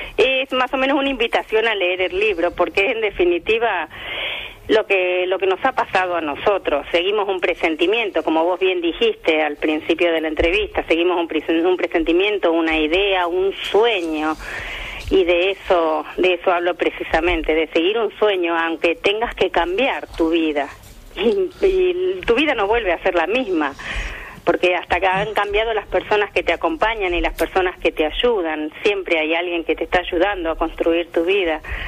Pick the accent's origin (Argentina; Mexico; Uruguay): Argentina; Santa Fe; moved away as an adult; now in Málaga, Spain; estoy en Málaga desde el año 2000, llegamos a fines del año 2000. Efectivamente, venimos de Santa Fe, me vine con mi marido Raúl y mi hijo Agustín.